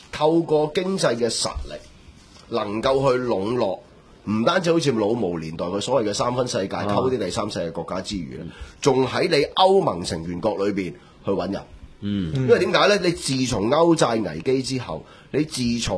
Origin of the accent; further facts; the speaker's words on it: Hong Kong; 我係香港人。